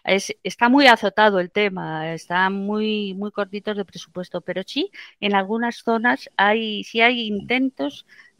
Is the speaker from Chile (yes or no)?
no; Spain; Lo digo no como española, que lo soy